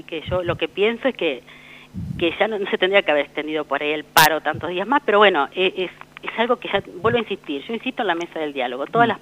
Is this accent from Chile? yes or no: no; Ataliba Roca, La Pampa, Argentina; me crié en Ataliba Roca